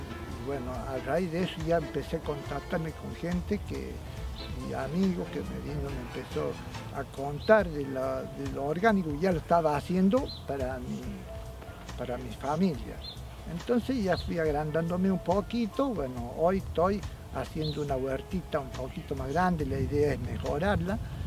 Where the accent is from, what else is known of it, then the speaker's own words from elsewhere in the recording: Colonia Tirolesa, Córdoba, Argentina; soy vecino de Colonia Tirolesa, toda la vida vivía acá, mejor dicho.